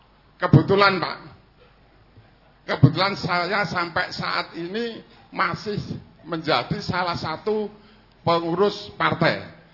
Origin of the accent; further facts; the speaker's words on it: Karanganyar, Central Java, Indonesia; asal dari Kutorjo, Balong Jenawi Karanganyar.